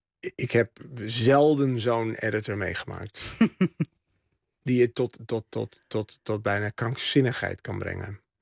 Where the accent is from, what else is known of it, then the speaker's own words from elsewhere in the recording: Rouveen, Overijssel, Netherlands; mijn jeugd in Roveen-Staphorst. Dat dorp dat altijd zo eendimensionaal is neergezet.